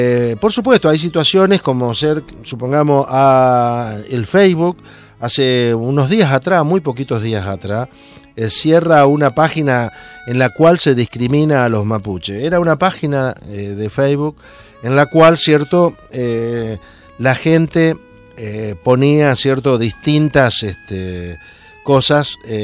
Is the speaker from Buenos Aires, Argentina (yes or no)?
no; Santa Fe, Argentina; en el caso mío, que venimos de la provincia de Santa Fe, conocemos mucho